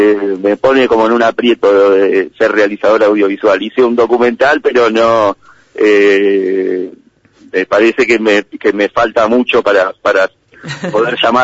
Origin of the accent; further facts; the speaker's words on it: La Plata, Buenos Aires Province, Argentina; Yo soy de La Plata